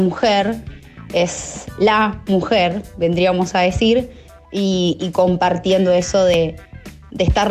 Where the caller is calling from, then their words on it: Villa Crespo, Buenos Aires, Argentina; de Villa Crespo.